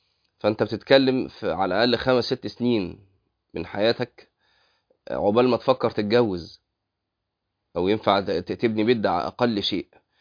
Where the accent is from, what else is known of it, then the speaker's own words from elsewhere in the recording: Egypt; نسبة الطلاق عندنا في مصر شكلها إيه بقى؟